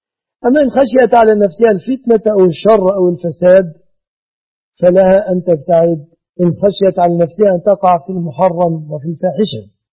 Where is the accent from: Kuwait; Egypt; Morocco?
Egypt; بلادنا مصر